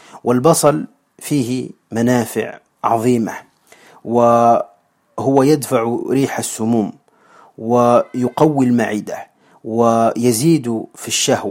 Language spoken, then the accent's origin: Arabic; Tunisia; وعندنا في تونس نسميها الفاجل